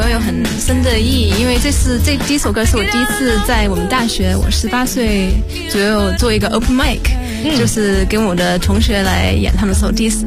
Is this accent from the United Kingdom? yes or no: yes; United Kingdom; 因为我在英国长大，很少有中文歌